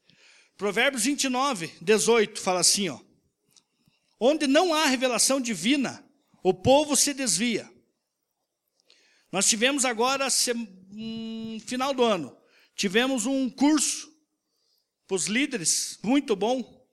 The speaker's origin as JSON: {"language": "Portuguese", "town": "Rio Branco", "region": "Acre", "country": "Brazil", "tie": "born or raised there", "said": "deu uma enchente lá na minha cidade, em Rio Branco. Inundou tudo lá."}